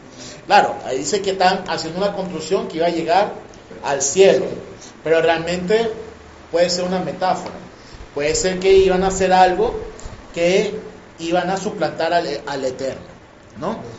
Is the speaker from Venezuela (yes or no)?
yes; Venezuela; Por lo menos nosotros aquí en Venezuela somos afortunados. Pues nosotros somos la licuadora de Latinoamérica. Pues nosotros tenemos una mezcla de absolutamente todo.